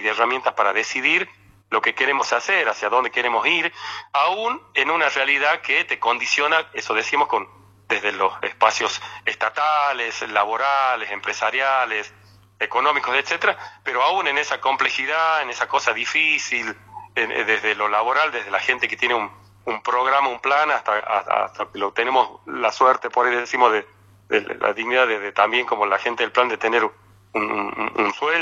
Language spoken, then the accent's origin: Spanish; La Rioja, Argentina; para quienes somos acá de La Rioja